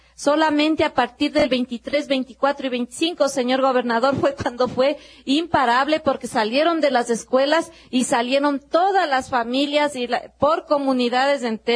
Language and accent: Spanish; Ecuador; como sociedad ecuatoriana tenemos que avanzar más.